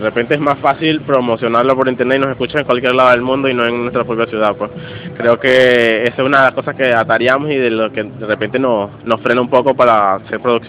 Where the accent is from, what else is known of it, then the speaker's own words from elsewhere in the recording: Venezuela; afloran cosas que de repente como venezolanos estábamos acostumbrados